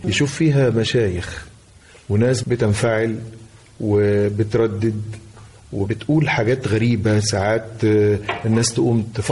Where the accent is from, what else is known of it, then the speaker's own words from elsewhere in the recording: Tanta, Gharbia, Egypt; والحضرة عندنا في طنطا شيء كان وما زال من متلازمات الحياة لبعض الناس